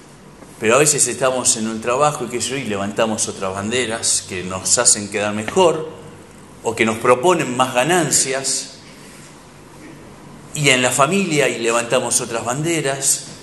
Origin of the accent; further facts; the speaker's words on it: Buenos Aires, Argentina; born there; Pero nací en Mataderos